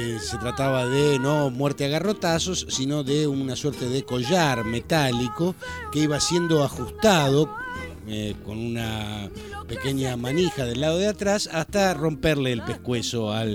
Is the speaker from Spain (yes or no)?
no; Argentina; born there; Sí, en principio porque nacimos en la Argentina y nunca hubo eso aquí.